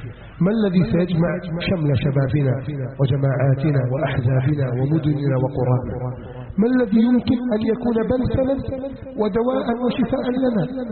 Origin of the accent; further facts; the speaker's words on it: Egypt; اللهم احفظ بلدنا مصر من كيد الكائدين